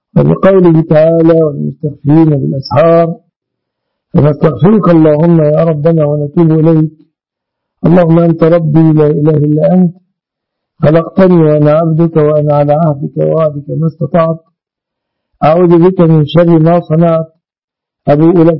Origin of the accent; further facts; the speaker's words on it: Egypt; اللهم احفظ بلادنا مصر آمنة مطمئنة وسائر بلاد المسلمين يا رب العالمين